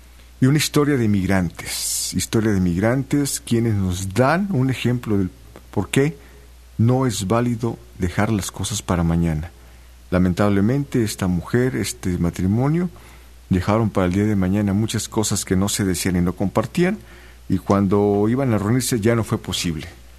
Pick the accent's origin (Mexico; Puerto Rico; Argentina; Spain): Mexico; Veracruz; Ya sabes que así somos los juarochos, así somos los jarochos.